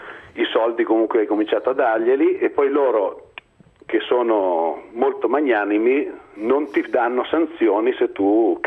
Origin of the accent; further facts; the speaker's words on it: Lombardy, Italy; ma io sono lombardo.